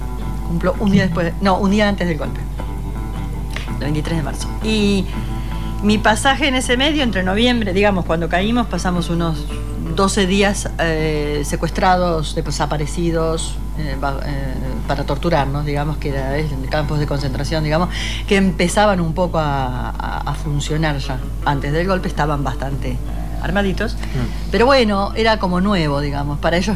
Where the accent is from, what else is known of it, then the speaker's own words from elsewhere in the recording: Uruguay; yo claro, soy uruguaya